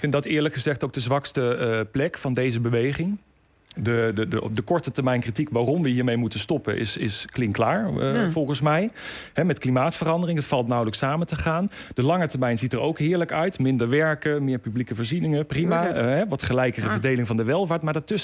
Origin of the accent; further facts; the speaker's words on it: Limburg, Netherlands; Ik kom zelf uit Limburg en als ik daar naartoe rijd naar mijn familie